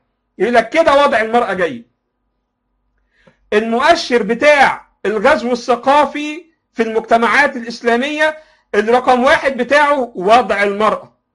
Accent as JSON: {"language": "Arabic", "country": "Egypt", "said": "احنا عندنا في مصر الكلام ده مستحيل"}